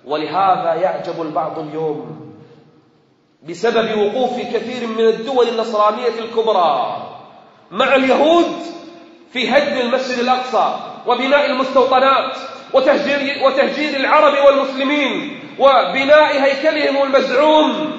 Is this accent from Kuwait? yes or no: yes; Kuwait; عندنا في الكويت